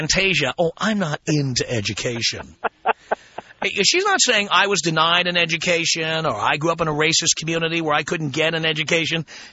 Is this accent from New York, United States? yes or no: yes; New York City, New York, United States; I grew up in the South Bronx in a one-bedroom apartment with three siblings. And so four of us shared a bedroom.